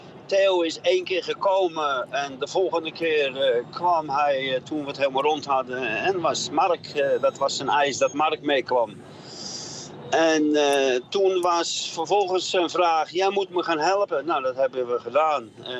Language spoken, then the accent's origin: Dutch; Netherlands; now in Poland; En wij zijn Nederlanders.